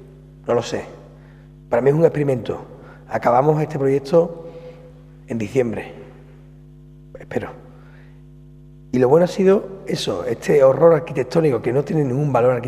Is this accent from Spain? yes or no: yes; Andalusia, Spain; Yo me lo pensaba, que Andalucía, que yo soy andaluz y estoy allí, no ha habido manera.